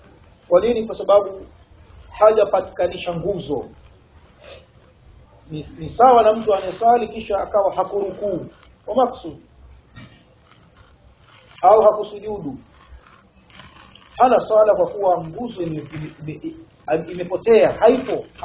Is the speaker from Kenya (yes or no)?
no; Dar es Salaam, Tanzania; Mimi ni ndugu yenu nimetokea Dar es Salaam katika wilaya ya Ubungo